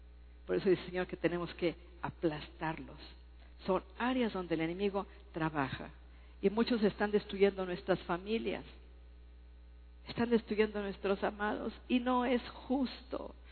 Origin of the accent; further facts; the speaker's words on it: Durango, Mexico; Yo soy de Durango y me han picado 3 alacranes y no me hicieron nada.